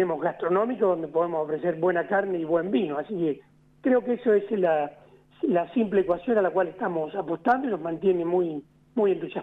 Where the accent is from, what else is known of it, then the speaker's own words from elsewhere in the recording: San Rafael, Mendoza, Argentina; dos de los socios somos oriundos de Mendoza, de la zona de San Rafael, somos hijos de chacareros, hemos crecido entre las viñas